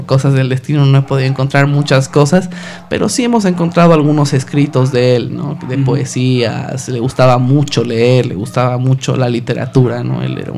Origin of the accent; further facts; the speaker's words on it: La Paz, Bolivia; Yo soy de La Paz.